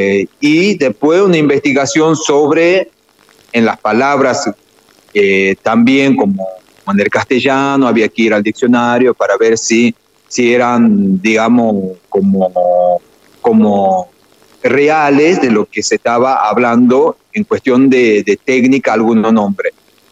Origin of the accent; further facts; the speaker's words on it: Argentina; cuando el lugar donde nacimos, allá en los Valles Cachaquíes, uno aprende, digamos, oralmente.